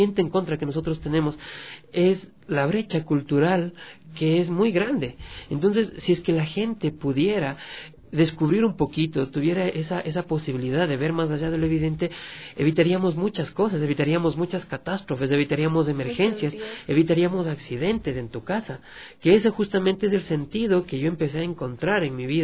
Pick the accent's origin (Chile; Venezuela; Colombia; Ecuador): Ecuador; nosotros como Latinoamérica y específicamente como ecuatorianos no vemos más allá de lo evidente